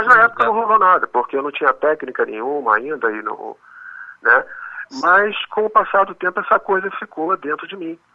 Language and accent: Portuguese; Rio de Janeiro, Brazil; Não, eu nasci no Rio de Janeiro mesmo, né? E a minha infância foi uma infância, como se diz, de uma criança de subúrbio, né?